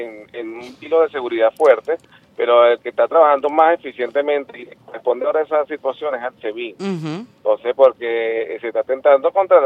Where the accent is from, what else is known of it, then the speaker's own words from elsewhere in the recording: Venezuela; y se lo digo como venezolano